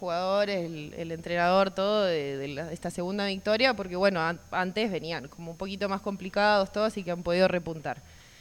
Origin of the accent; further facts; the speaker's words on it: Merlo, Buenos Aires Province, Argentina; Nunca fui a la cancha, ponele. Soy muy acá de Merlo.